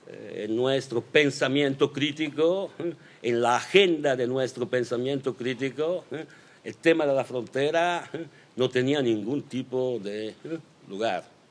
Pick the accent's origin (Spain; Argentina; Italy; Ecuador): Italy; Genoa, Liguria; Spanish is a second language; Yo crecí, estudié, hice política en Génova en los años 80 y la ciudad, para mí, para nosotras, era una ciudad blanca.